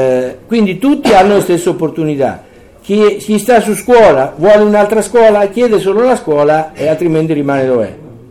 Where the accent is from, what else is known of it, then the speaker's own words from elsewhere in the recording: Terni, Umbria, Italy; io che vengo da Terni voglio andare a Caserta